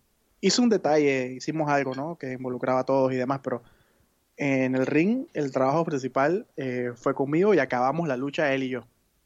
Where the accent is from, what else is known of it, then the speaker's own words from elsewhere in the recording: Panama; En mi país, en Panamá